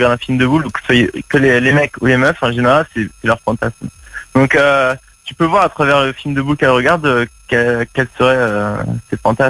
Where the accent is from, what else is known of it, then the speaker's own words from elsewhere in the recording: Reims, Grand Est, France; now in Marseille, France; J'habite là-bas, mais en fait, je suis arrivé il y a même pas un an à Marseille, mais je viens de Reims.